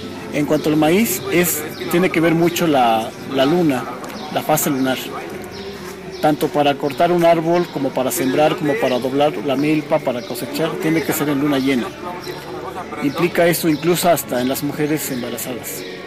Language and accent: Spanish; Xochitlán de Vicente Suárez, Puebla, Mexico; de la Unidad Indígena Totonacanáhuatl, y soy originario de la Junta Auxiliar Xoatecpa Xochitlán de Vicente Suárez, Puebla.